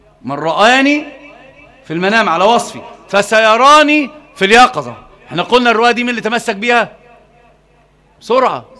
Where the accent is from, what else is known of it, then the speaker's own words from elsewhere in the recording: Alexandria, Alexandria Governorate, Egypt; لا انا مش معوق، انا اسكندراني.